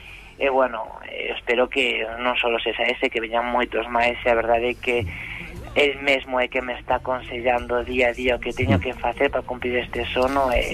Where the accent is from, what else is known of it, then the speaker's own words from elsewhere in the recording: Santiago de Compostela, Galicia, Spain; deronos a oportunidade a min e a outro grupiño de xóvenes aquí de Compostela